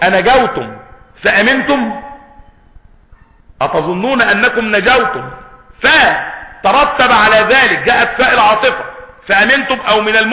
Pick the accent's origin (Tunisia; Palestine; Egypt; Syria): Egypt; عندنا في مصر مش عندكم